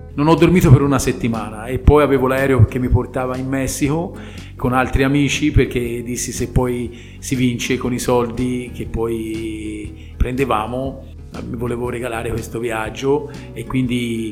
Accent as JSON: {"language": "Italian", "town": "Montevarchi", "region": "Tuscany", "country": "Italy", "said": "io sono di Montevarchi"}